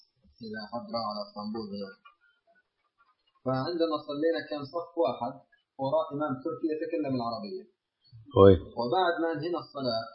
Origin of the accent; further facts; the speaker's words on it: Jordan; إحنا جايين من الأردن